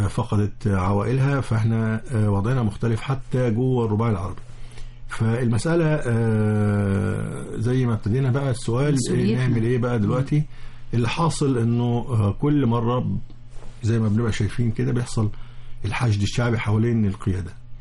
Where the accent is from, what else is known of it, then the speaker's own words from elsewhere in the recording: Egypt; ساحل البحر المتوسط اللي هو على يعني عندنا في مصر